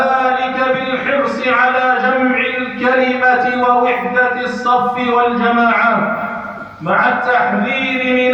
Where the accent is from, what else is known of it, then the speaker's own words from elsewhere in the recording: Algeria; فهي بلادنا الجزائر ولله الحمد والمنة تعيش في أمن واستقرار